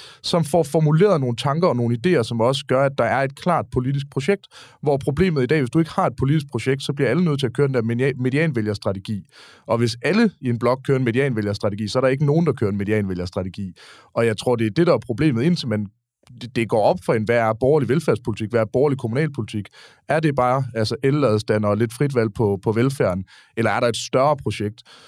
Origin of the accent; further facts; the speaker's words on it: Aarhus, Central Denmark Region, Denmark; nu er jeg oprindelig aarhusianer, det kan komme som chok for mange, der hører min dialekt